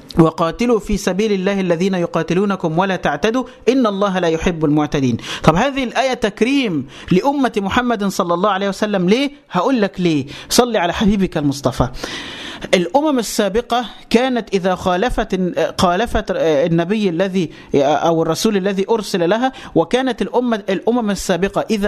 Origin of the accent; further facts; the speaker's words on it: Egypt; يعني مثلا تعالى عندنا في مصر, إحنا عندنا الغالبية العظمى من المسلمين, وعندنا مجموعة ملايين قليلة من الأقباط من النصارى.